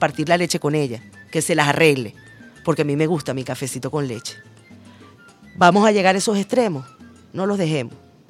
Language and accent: Spanish; Venezuela; Luiger y yo, y tú, todos somos venezolanos, y todos estamos pasando este mal momento.